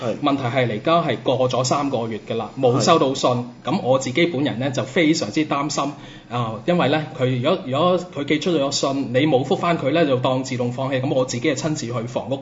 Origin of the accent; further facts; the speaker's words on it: Macau; 即係我自己都土生土長澳門人嚟嘅